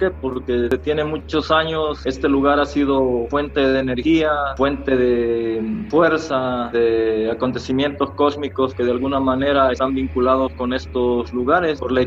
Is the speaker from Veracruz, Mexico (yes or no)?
yes; Catemaco, Veracruz, Mexico; donde yo andaba fuera de aquí, la gente decía, ¿de dónde eres? No, pues de Catemaco.